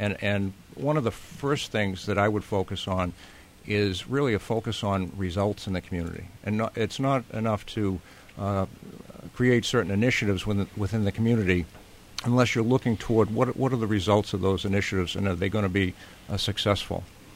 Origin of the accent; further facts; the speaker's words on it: Billerica, Massachusetts, United States; And I'd want to mirror that coming over from Concord to work in my hometown.